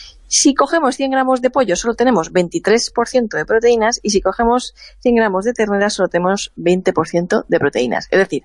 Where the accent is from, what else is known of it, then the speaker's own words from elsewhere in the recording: Levante, Spain; en mi pueblo, en mi zona, en los pueblos de interior, por esta zona de Levante y del sur mediterráneo